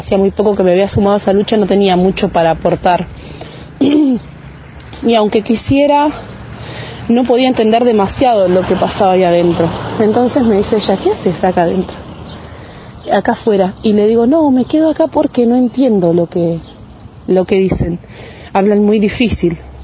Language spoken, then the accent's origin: Spanish; Choele Choel, Río Negro, Argentina; de Chuelechuel